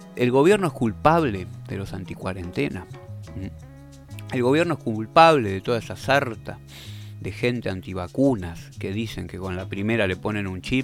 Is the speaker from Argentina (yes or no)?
yes; Argentina; Pero somos argentinos.